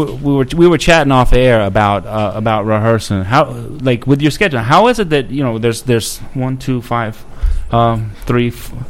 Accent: Gulf Coast, United States; I'm 45 years old. I'm a little bit older than y'all. And I, you know, I grew up on the Gulf Coast

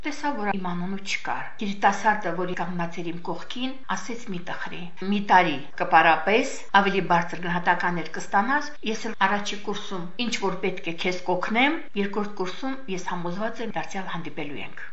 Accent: Noragyugh, Armenia; Աղջիկ ջան, որտեղացի ես? Ասացի, Նորագյուղ գյուղից եմ։

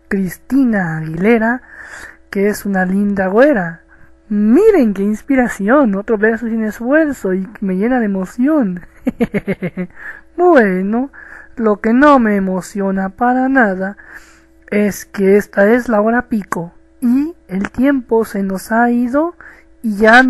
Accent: Mexico; de México, el cóndor de Latinoamérica.

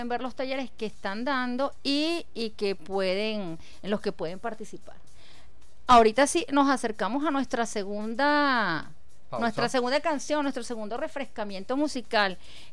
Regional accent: Venezuela; Y entonces ahora es sentir ese orgullo, soy venezolano

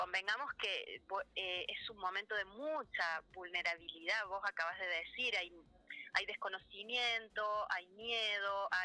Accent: Córdoba, Argentina; yo vivo hace ya 20 años en Huerta, soy bien cordobesa, pero vivo en Huerta Grande hace 20.

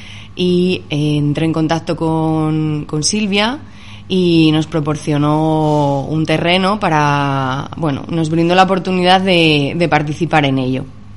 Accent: Madrid, Community of Madrid, Spain; now in Valencia, Spain; soy de profesión neuropsicóloga, soy de Madrid y vine a vivir a Valencia hace un par de años.

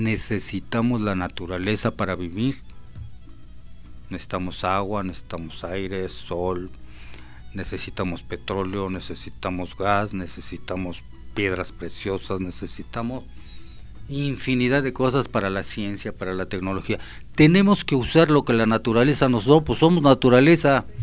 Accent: Mexico

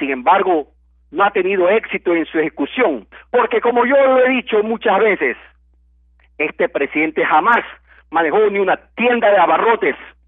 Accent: Ecuador; Los dueños somos todos los ecuatorianos

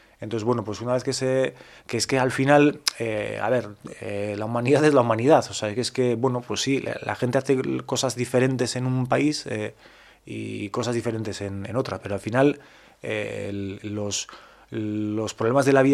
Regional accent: Basque Country, Spain; Pues tengo que decir que no me la sé en castellano, porque yo soy vasco

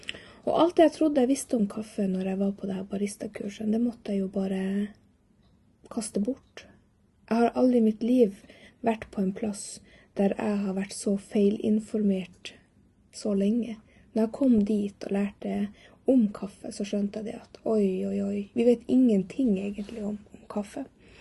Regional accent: Norway; now in Lycksele, Sweden; är född och uppvuxen i Norge, bor nu i Lycksele i Sverige, har bott här i 8 år.

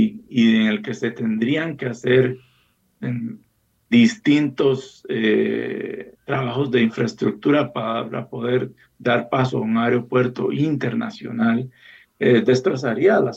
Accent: Costa Rica; Y tenemos entonces un misterio, una cuestión que como sociedad costarricense debería de interesarnos para conocer nuestro pasado.

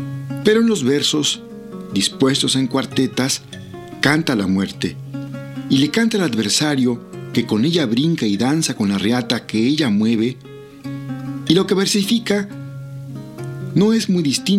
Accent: Oaxaca, Mexico; first language Zapotec; Spanish is a second language; animales de la región del Istmo de Tehuantepec, donde él y yo somos. Quise escribir este cuento en zapoteco, mi lengua natal.

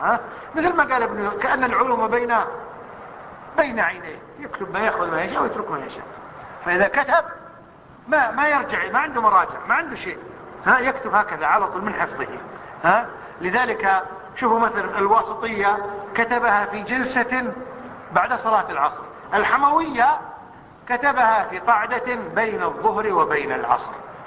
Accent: Kuwait; حتى عندنا في الكويت

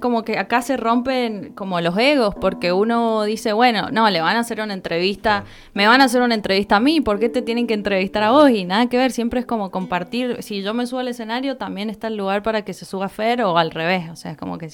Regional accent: San Juan, Argentina; now in Mendoza, Argentina; yo como vengo de San Juan, no conocía nada acá en Mendoza

